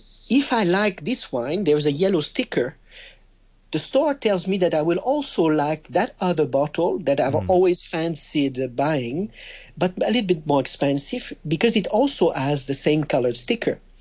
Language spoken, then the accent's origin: English; Quebec, Canada; accent: French; English is a second language; My French accent betrays that I'm from a French country, but I'm actually from Canada. I'm from Quebec.